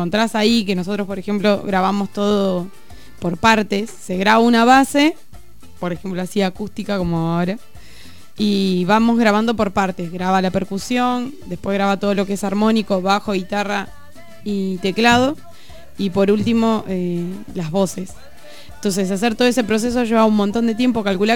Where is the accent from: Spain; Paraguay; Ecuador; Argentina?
Argentina; Chubut; como somos de Chubut, nos salió la movida de ir a tocar primero a Trelew